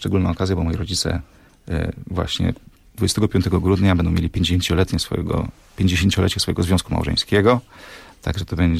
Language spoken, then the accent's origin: Polish; Olsztyn, Warmian-Masurian Voivodeship, Poland; I ja jestem, pochodzę z Olsztyna, jeździmy do moich rodziców.